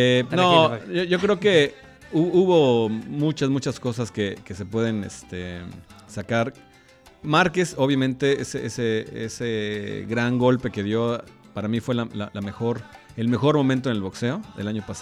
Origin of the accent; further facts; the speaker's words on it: Mexico; Híjole, pues mira, como mexicano, obviamente